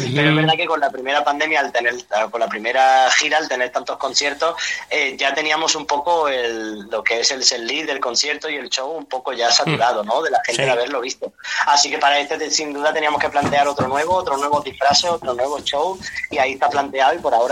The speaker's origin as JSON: {"language": "Spanish", "town": "Málaga", "region": "Andalusia", "country": "Spain", "said": "pero soy de Málaga. Sí, nada más en el momento en que hablamos ya lo notas"}